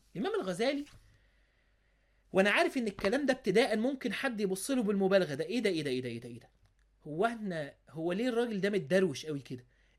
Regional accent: Egypt; حتى عندنا في مصر يقولوا كده

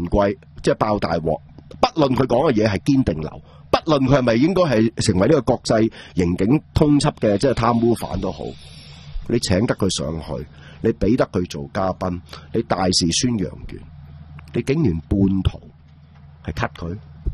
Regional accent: Hong Kong; 我哋香港人

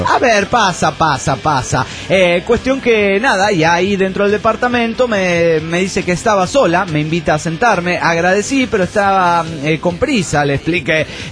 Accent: Mexico City, Mexico; del DF mexicano!

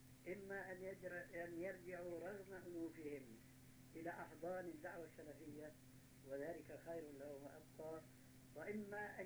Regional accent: Damascus, Damascus Governorate, Syria; وأنا عارف وأنا سوري دمشقي كما تعلمون

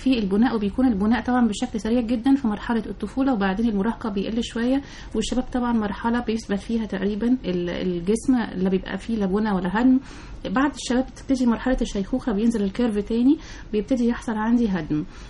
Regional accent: Egypt; كبار السن الحقيقة طبعا للأسف عندنا في مصر مش بيلاقوا عناية كاملة

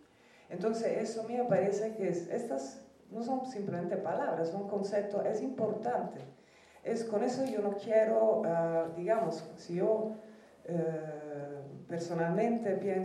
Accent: Italy; Spanish is a second language; Pues, yo soy italiana.

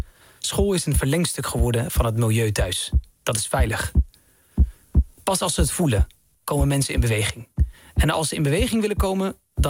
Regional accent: Netherlands; born there; Ik ben in Nederland geboren, maar ik kom uit een gezin van 11.

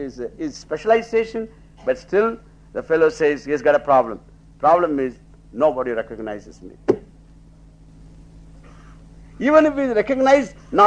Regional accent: Tamil Nadu, India; moved away; When I was growing up in Tamil Nadu, in a small village, there even wearing a pair of shoes was a great luxury.

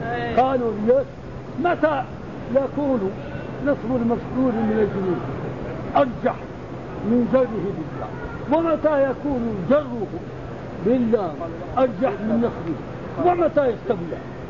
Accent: Sahara, Morocco; القراءة باللام عندنا في المغرب في الصحراء.

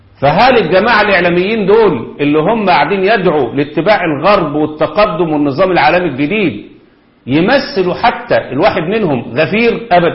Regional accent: Egypt; عندنا في مصر، وطبعا أنا عارف إن في الجزائر أعداد شبههم كده كتير

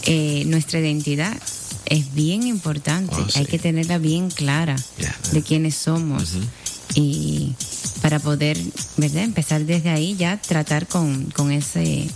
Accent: Cuba; yo tuve el privilegio de vivir en mi país, donde nací, en Cuba, y el ambiente, los vecinos, tú conoces a todos los vecinos.

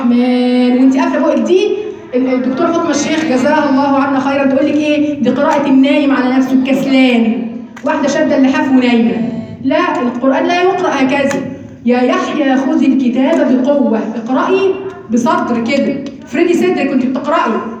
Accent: Egypt; مش بس عندنا في مصر كمان الاماله في الالف

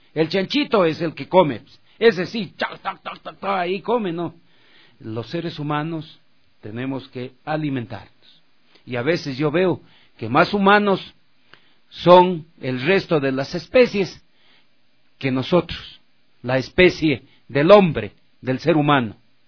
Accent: Ecuador; Así somos los ecuatorianos.

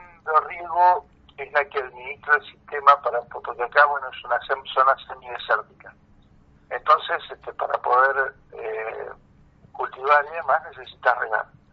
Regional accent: Bolívar, Buenos Aires Province, Argentina; yo vengo de la provincia de Buenos Aires. También de familias campesinas, pero campesinas sin tierra. Gente de peones de campo y demás, del centro de la provincia de Buenos Aires, de Bolívar.

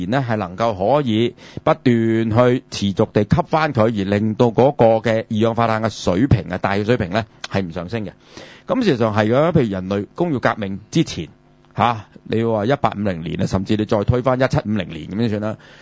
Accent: Hong Kong; 我哋香港人呢其實係冇一個概念，因為我哋住喺亞熱帶呢

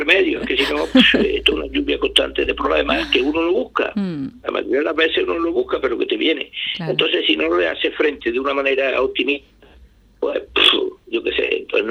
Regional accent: Andalusia, Spain; Yo me considero un andaluz de los clásicos andaluz, sabe usted cómo somos, tenemos fama, sí.

